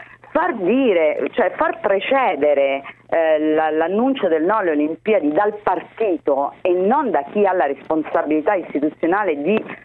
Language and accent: Italian; Rome, Lazio, Italy; Io mi aspettavo, mi aspetterei e spero da romana che i 5 Stelle mi diano una prospettiva